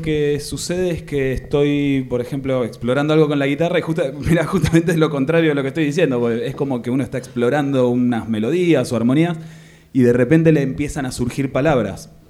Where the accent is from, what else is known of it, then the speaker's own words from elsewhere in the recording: Buenos Aires, Argentina; Soy de Buenos Aires. Soy músico, soy escritor.